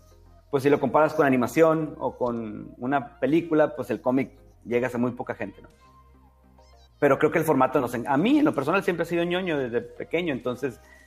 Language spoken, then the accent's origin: Spanish; Mexico; porque pues somos mexicanos, ¿no?